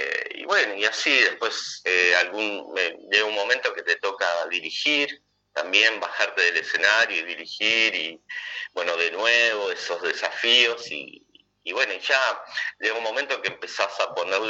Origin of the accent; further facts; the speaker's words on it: Monte Caseros, Corrientes, Argentina; moved away; me inicié en un grupo en mi pueblo, que es Montecaseros, en Corrientes